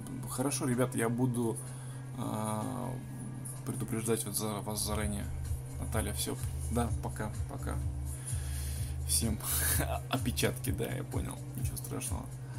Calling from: Khabarovsk Krai, Russia; Я с низовья Амура

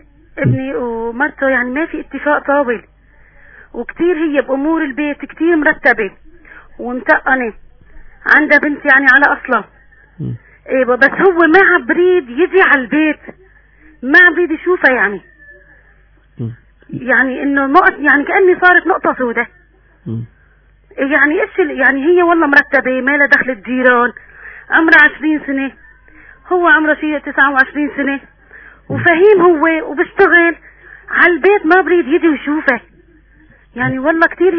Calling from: Aleppo, Aleppo Governorate, Syria

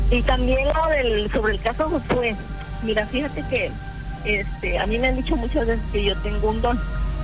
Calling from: Ciudad Acuña, Coahuila, Mexico; hablo aquí de la colonia Cedros, de aquí de Ciudad Acuña.

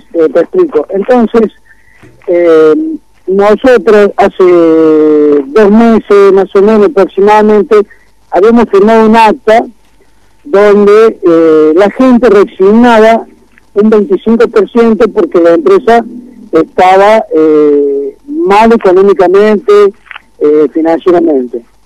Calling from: Córdoba, Argentina; Buenas noches, gusto estar hablando en este programa de acá de Córdoba.

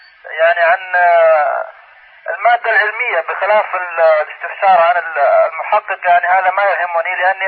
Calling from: Mecca, Makkah Province, Saudi Arabia; يا شيخ أنا أحدثك من مكة المكرمة.

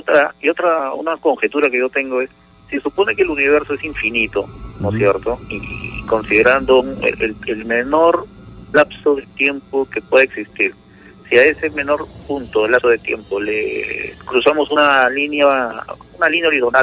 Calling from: Lima, Peru

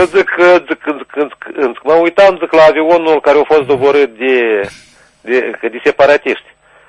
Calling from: Jolobok, Orhei District, Moldova; Sunt de la Jolobok, Orhei.

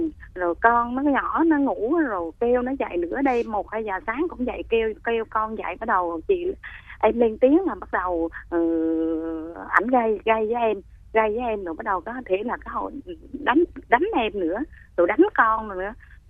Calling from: Ho Chi Minh City, Vietnam; Chị đang gọi tới quận 12 em.

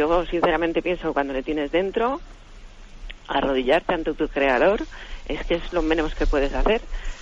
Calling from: Alcobendas, Community of Madrid, Spain; de Alcobendas.

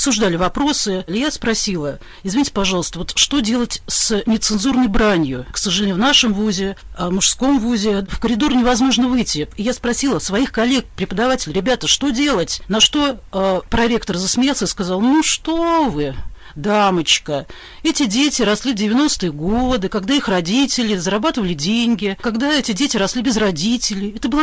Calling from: Saint Petersburg, Russia; я преподаватель из Санкт-Петербурга.

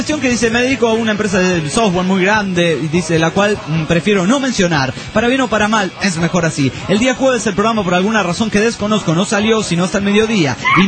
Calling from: Villahermosa, Tabasco, Mexico; de Villahermosa, Tabasco, México.

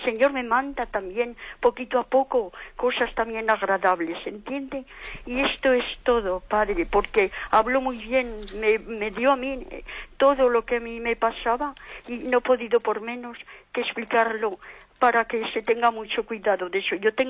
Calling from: Zaragoza, Aragon, Spain; Mire, soy de Zaragoza

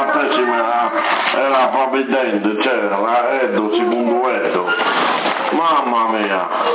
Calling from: Sassari, Sardinia, Italy; Anch'io Sassari, zona Latte Dolce.

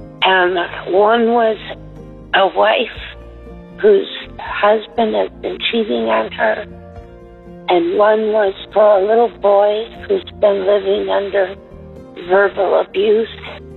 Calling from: Newburgh, Indiana, United States; And I'm calling from Newburg, Indiana.

